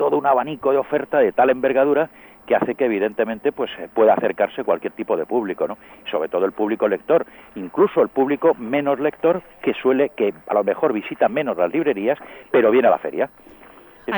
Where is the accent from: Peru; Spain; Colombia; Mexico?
Spain; Albacete, Castilla-La Mancha; born there; now in Madrid, Spain; yo soy nacido en Albacete, uh-huh, soy albaceteño